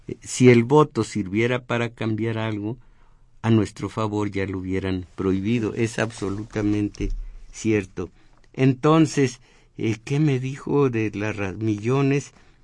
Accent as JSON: {"language": "Spanish", "country": "Mexico", "said": "pero como individuos y como mexicanos, tenemos derechos y obligaciones cívicos"}